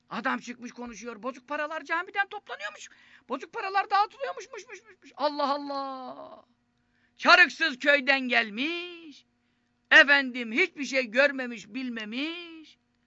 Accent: Istanbul, Turkey; Ben çarşambada doğdum, büyüdüm. Böyle bir şey görmedim.

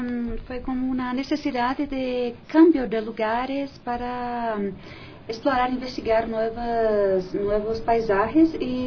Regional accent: Brazil; Spanish is a second language; Soy de Brasil.

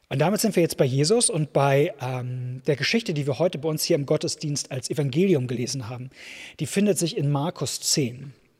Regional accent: Hamburg, Germany; ist so eine Gewissheit, die mir als Hamburger leider in den letzten Jahren abhanden gekommen ist

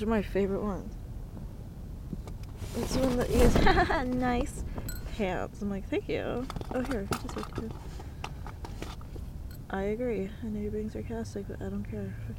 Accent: California, United States; keep in mind, I am from the Bay Area, so a lot of the shit I'm saying is actually pretty standard.

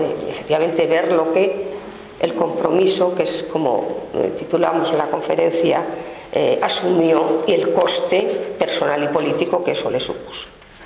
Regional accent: Salamanca, Castile and León, Spain; yo acabé la carrera de historia en Salamanca, que es de donde yo soy

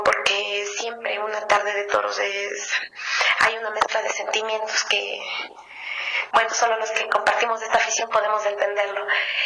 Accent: Riobamba, Chimborazo, Ecuador; por aquí, por mi tierra, porque serán bienvenidos

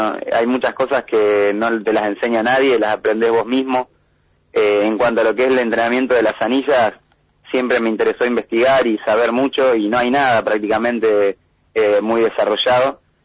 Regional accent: San Jorge, Santa Fe, Argentina; also born or lived in Rosario; nosotros en el año 88, cuando nosotros nacimos en Rosario, después nos fuimos a San Jorge en el 88

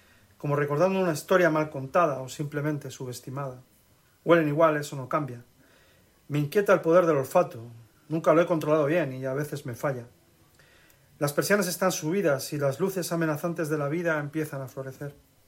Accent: Madrid, Community of Madrid, Spain; Mi ciudad es Madrid, mi pueblo es Madrid, aunque yo me siento más asturiano y almeriense que madrileño.

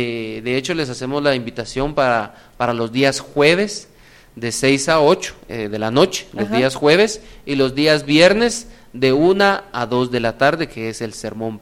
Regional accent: Guatemala; Y nosotros como guatemaltecos damos ese mensaje a todas las personas que vienen de afuera.

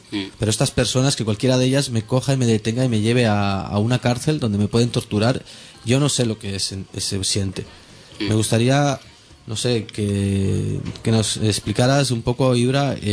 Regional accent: Barcelona, Catalonia, Spain; born there; yo nací aquí en Barcelona y tengo DNI.

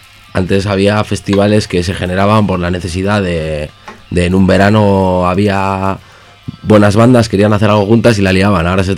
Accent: Barakaldo, Basque Country, Spain; eres de Baracaldo como yo y vives de Leioa

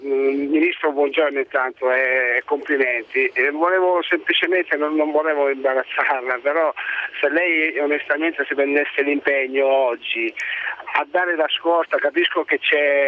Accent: Sicily, Italy; E io da siciliano dico

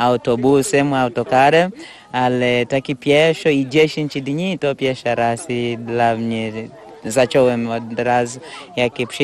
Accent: Tanzania; Polish is a second language; pochodzę z Tanzanii

